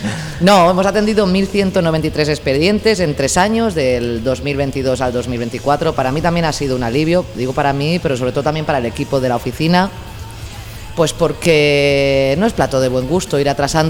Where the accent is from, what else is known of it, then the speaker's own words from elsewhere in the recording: Singuerlín, Catalonia, Spain; Yo es que soy de Singuerlín.